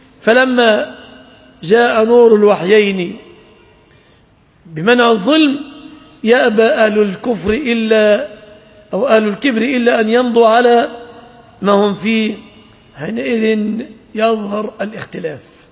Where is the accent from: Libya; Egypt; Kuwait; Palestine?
Egypt; ولعله ظهرت في بلادنا مصر أمور كهذه الأمور عما قريب